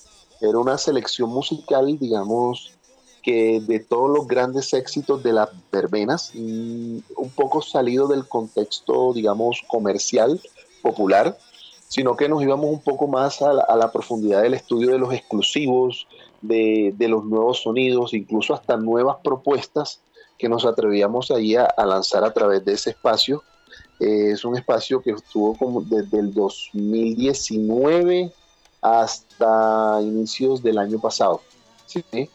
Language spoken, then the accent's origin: Spanish; Barranquilla, Atlántico, Colombia; el Gran Biónico es un pico, un turbo que existe en el barrio San José, muy cerca de allá, pues donde yo me crié, en Barranquilla, muy cerca de la casa de mi padre.